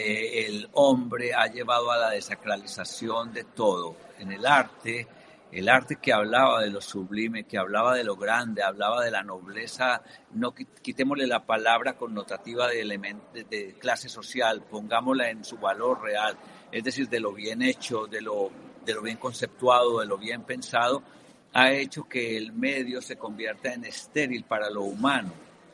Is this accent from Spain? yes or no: no; Colombia; also born or lived in Europe; Pienso que como latinoamericano, yo soy colombiano, he vivido en Europa muchos años, pero las raíces permanecen.